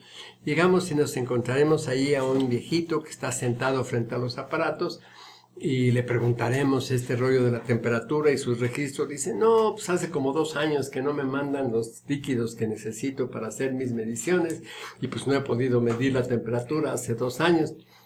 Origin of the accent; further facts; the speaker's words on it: San Pablo Etla, Oaxaca, Mexico; En mi pueblo, en San Pablo Etla